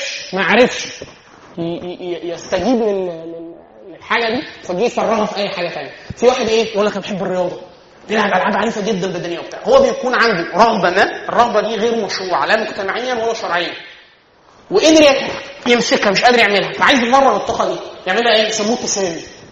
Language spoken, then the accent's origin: Arabic; Egypt; احنا كمصريين مثلا في اخر 2000 سنه ما شفناش وحش واحد